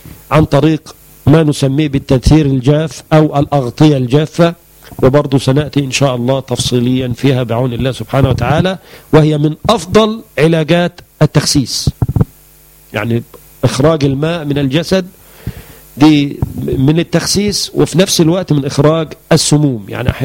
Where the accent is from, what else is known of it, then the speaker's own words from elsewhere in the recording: Egypt; وهو اللي احنا بنسميه عندنا في مصر الحلفبر.